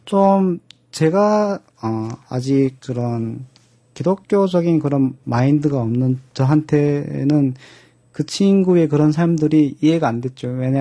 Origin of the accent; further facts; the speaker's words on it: North Korea; now in South Korea; 근데 그때는 내가 북한 사람이라는 걸 그 티를 안 내려고 엄청 한국말을 엄청 하려고 막 정말 노력하고